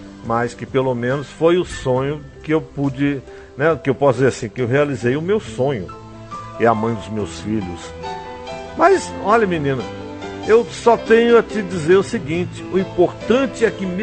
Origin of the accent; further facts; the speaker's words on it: São José dos Pinhais, Paraná, Brazil; now in Alta Floresta, Brazil; Eu sou paranaense, de São José de Pinhais, e meu marido também. Nós éramos namoradinhos nos tempos de adolescência, mas ele teve que se mudar de lá para cá para vir morar em Alta Floresta.